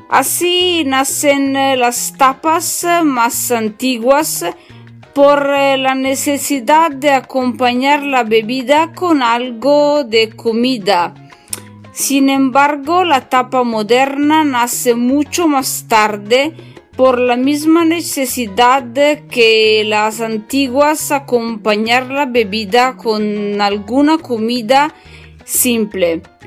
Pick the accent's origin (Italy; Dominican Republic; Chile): Italy; northern Italy; Spanish is a second language; yo soy italiana del norte de Italia y estudio español da sola.